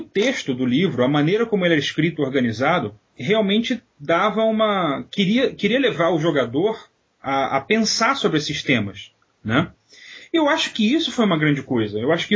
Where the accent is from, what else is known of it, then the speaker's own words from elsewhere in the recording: Rio de Janeiro, Brazil; moved away as an adult; Saí do Rio e fui estudar em Campinas, na universidade.